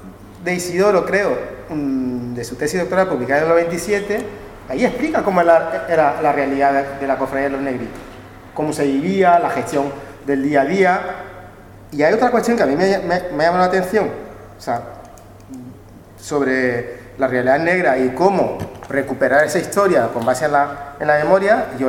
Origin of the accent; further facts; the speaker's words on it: São Tomé & Príncipe; Está más cerca de mi tierra, de Santo Tomé y Príncipe.